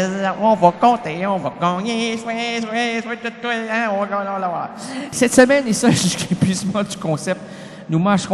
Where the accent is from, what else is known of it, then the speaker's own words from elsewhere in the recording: Grand Est, France; Ouais, je viens d'Alsace, moi, c'est du bon vin.